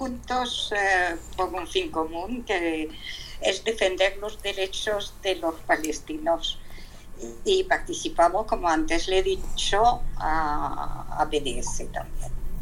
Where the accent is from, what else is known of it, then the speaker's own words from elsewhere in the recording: France; Spanish is a second language; de parte de mi padre, origen polaco, de parte de mi padre, en realidad soy francesa desde el siglo XVIII.